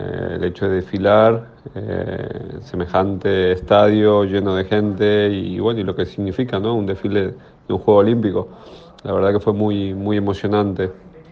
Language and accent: Spanish; Argentina; lo viví como un argentino más y como un basquetbolista más